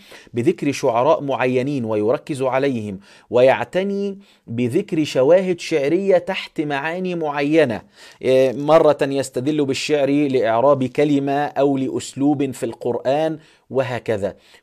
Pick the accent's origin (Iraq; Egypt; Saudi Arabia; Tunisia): Egypt; احنا عندنا في مصر في الكهربائي او النقاش